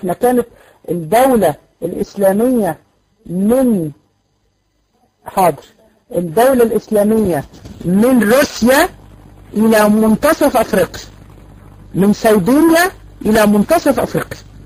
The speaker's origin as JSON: {"language": "Arabic", "country": "Egypt", "said": "في معهد اتفتح لكده عندنا في مصر في المعادي."}